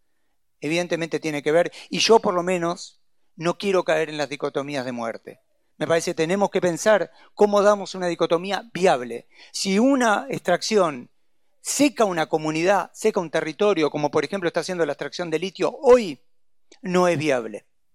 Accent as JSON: {"language": "Spanish", "region": "Buenos Aires", "country": "Argentina", "said": "Yo soy porteño y quiero una Buenos Aires vivible."}